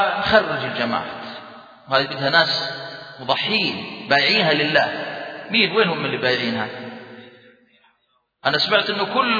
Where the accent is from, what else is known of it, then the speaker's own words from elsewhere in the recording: Jordan; ممكن تخرج عندنا في الأردن